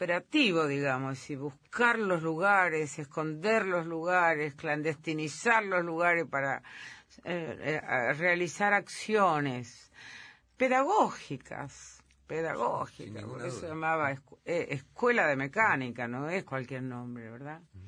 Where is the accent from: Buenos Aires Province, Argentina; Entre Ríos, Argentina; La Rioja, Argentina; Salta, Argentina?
Entre Ríos, Argentina; Entre Ríos, que es mi tierra.